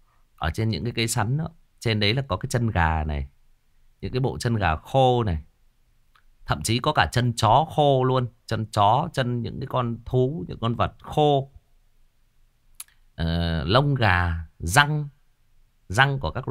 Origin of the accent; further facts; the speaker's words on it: Northwest, Vietnam; bố mẹ tôi thì là người Kinh, thế nhưng mà tôi sinh ra lớn lên thì là ở miền Sơn Cước, mà cái thời gian tôi ở trong bản với người đồng bào thì cũng rất là dài, trong bản sâu luôn.